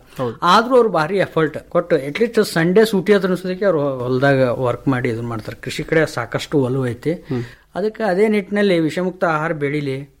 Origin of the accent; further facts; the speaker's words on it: Vijayapura, Karnataka, India; also born or lived in Bengaluru; ನಂತರ ದಿನಗಳಲ್ಲಿ ನಾವು ಬೆಂಗಳೂರಿಗೆ ಶಿಫ್ಟ್ ಆಗಿ ಅಲ್ಲಿ ವರ್ಕ್ ಮಾಡಿ ಆಮೇಲೆ ಹೊಳ್ಳಿ ಮರುಳಿ ಗೂಡಿಗೆ ತಂದಂಗೆ ಬಿಜಾಪುರಕ್ಕೆ ಬಂದೇವಿ.